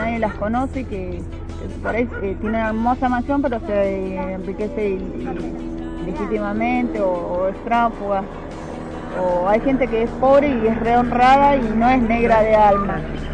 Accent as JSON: {"language": "Spanish", "region": "Buenos Aires", "country": "Argentina", "said": "yo me casé de Viña Moreno, pero yo no era de Moreno, no conocía, vengo de Capital."}